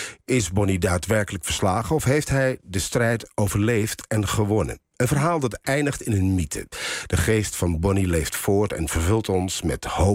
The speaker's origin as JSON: {"language": "Dutch", "country": "Netherlands", "tie": "born or raised there", "said": "ik ben tussen twee culturen opgevoed in de Hollandse cultuur. En, dus ik ben eigenlijk als een Hollandse jongen opgevoed, wetende dat mijn vader uit Suriname kwam en ik natuurlijk Surinaamse familie heb gezien in mijn jeugd heel veel."}